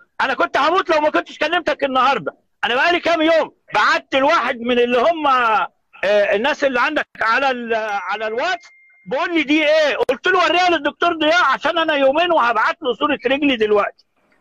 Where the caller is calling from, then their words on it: Jeddah, Makkah Province, Saudi Arabia; بكلمك في السعوديه من جده